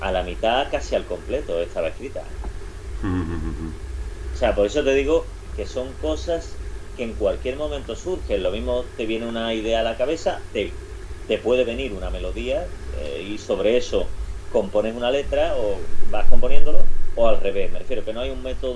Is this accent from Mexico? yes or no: no; Seville, Andalusia, Spain; soy de aquí del Sevillano Barrio de Triana y el flamenco, pues es algo que se palpa, que está en el aire